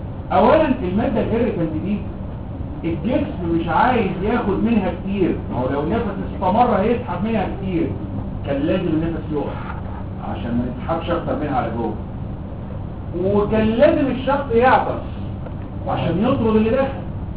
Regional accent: Egypt; واول ما فتحوا الارسال عندنا في مصر

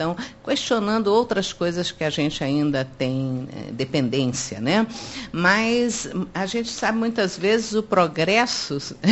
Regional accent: Brazil; Agora, eu acho que nós, como brasileiros, e particularmente como espíritas, sabemos que ninguém nasce num lugar por acaso.

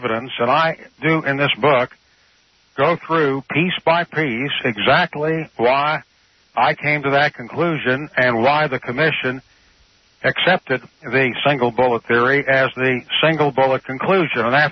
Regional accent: Wichita, Kansas, United States; I grew up in Wichita, Kansas.

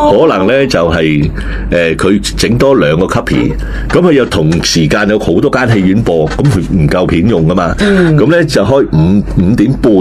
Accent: China; 你知你知我哋中國人比較懶噶嘛？

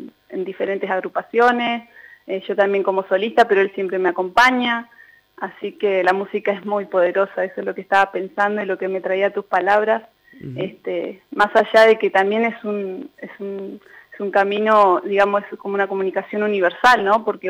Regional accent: San Martín de los Andes, Neuquén, Argentina; also born or lived in Buenos Aires Province; Nacida y criada acá en San Martín de los Andes, soy del barrio Cantera.

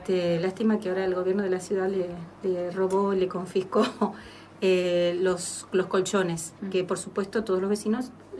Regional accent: Adrogué, Buenos Aires Province, Argentina; now in Buenos Aires, Argentina; Yo me mudé a Capital, vengo de Zona Sur y vengo

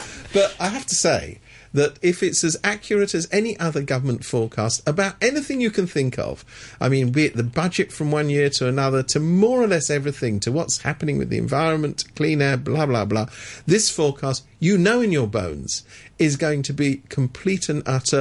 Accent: London, United Kingdom; I mean, look, I come from London. I'm a Londoner.

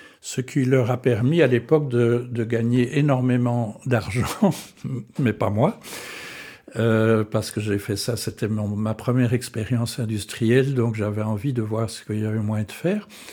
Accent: Antwerp, Flanders, Belgium; also born or lived in Stanford, United States; Donc, je suis né à Anvers de famille francophone, donc... certains Flamands me traiteraient de Frans Kilun. J'ai fait mes études en flamand à Anvers

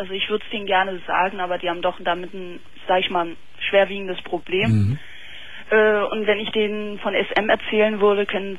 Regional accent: Turkey; bin ich Türkin und er ist Deutscher

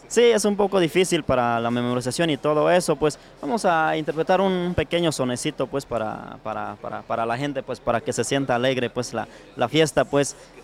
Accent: Santa Cruz Ocotal, Oaxaca, Mexico; No, yo soy de Santa Cruz Ocotal. Sí, por este lado, en el municipio de San Pedro Cotepec.

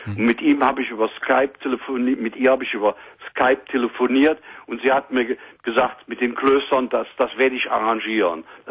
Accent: Cologne, North Rhine-Westphalia, Germany; aber als Kölsche Jung habe ich sehr viel Freunde

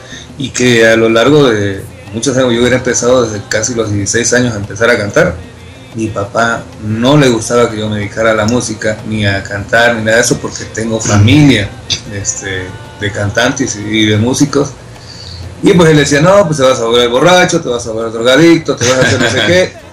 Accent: Veracruz, Mexico; also born or lived in Tlacotalpan; Nací en Tlacotalpan, Veracruz, pero siempre radiqué en Veracruz, en el puerto.

